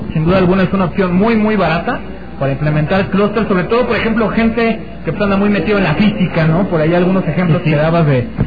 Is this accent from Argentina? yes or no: no; Ensenada, Baja California, Mexico; De Ensenada, Baja California.